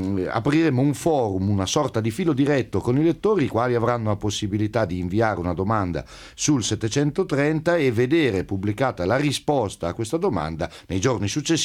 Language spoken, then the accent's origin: Italian; Urbino, Marche, Italy; Sono di Urbino.